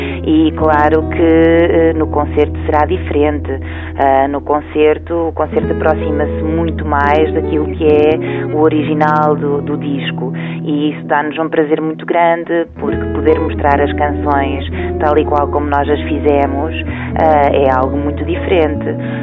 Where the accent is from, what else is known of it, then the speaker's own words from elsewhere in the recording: Centro, Portugal; E eu, quando era pequenina, vivia ali no Baixo Mondego, naquela aldeia, e tinha uma certa liberdade. Essa liberdade acabou por me ser retirada inadvertidamente quando vim para Coimbra.